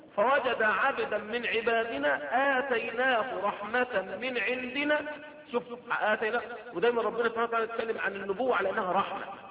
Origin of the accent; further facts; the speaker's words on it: Egypt; اللي بيسموها دلوقتي منطقه عندنا في مصر في سيناء